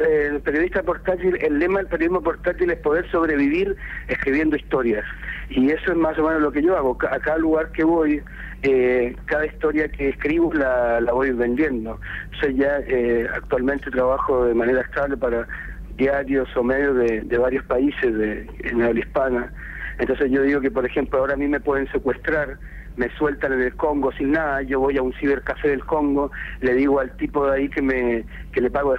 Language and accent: Spanish; Chile; moved away as an adult; yo me fui de Chile hace 10 años para hacer esto del periodismo portátil. Metí el computador en una mochila y una cámara digital y me fui a España en principio por 4 meses.